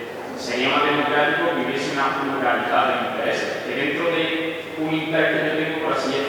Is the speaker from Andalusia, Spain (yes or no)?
yes; Granada, Andalusia, Spain; Por el hecho de que yo soy blanco, no voy a votar algo que vaya en contra de mí. Bueno, blanco, yo soy ciudadano de Granada.